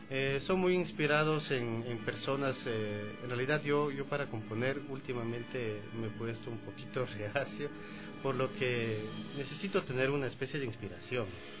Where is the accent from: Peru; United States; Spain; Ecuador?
Ecuador; Loja; born there; mi papá nació en Celica. Yo nací en Loja.